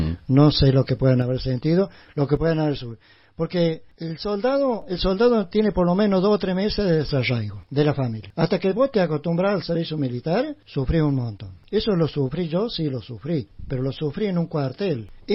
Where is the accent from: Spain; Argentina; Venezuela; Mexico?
Argentina; Chilín, Córdoba; Yo no soy nativo de acá de Capilla del Monte, yo soy nativo de acá de Chilín.